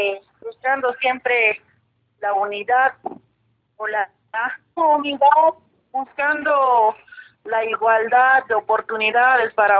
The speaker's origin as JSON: {"language": "Spanish", "country": "Bolivia", "said": "nosotros, como bolivianas, como mujeres interculturales, como organizaciones sociales, buscamos de que en Bolivia se pueda respetar la lucha de las mujeres"}